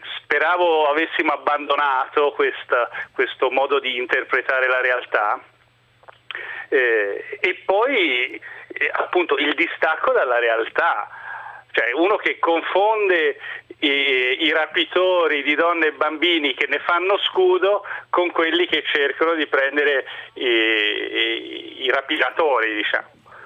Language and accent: Italian; Livorno, Tuscany, Italy; now in Veneto, Italy; In quanto io sono un livornese, ma non vivo più nella città, vivo nel Veneto.